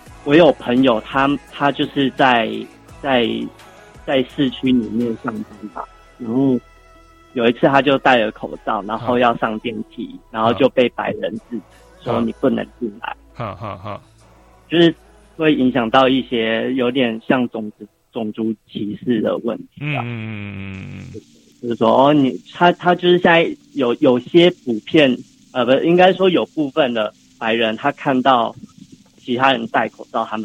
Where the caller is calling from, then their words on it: Brisbane, Queensland, Australia; 我在澳洲的布里斯本。